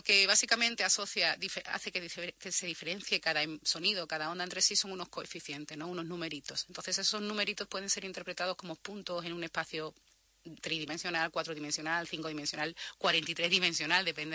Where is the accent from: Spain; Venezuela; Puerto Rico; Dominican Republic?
Spain; Coria, Extremadura; Se lo graba uno de Valladolid y luego lo utilizo yo, que soy de Coria, pues evidentemente hay una pequeña diferencia en el tono.